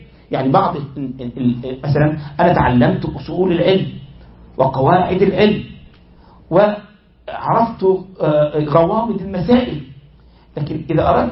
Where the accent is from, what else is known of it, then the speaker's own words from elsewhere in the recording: Egypt; تجد بعض الإخوة عندنا في مصر